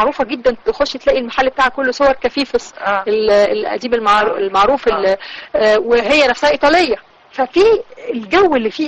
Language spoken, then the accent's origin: Arabic; Alexandria, Alexandria Governorate, Egypt; moved away; لما بروح اسكندرية، رغم بقى إن مر عليا أكثر من 20 سنة سايبة مدينتي، لكن لما برجع بحس إن نفس إحساس الطفولة والشباب بيرجع لي